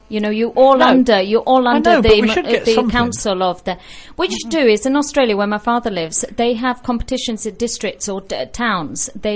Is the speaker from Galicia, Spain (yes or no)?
no; Tinajo, Canary Islands, Spain; yo soy de Tinajo y yo estoy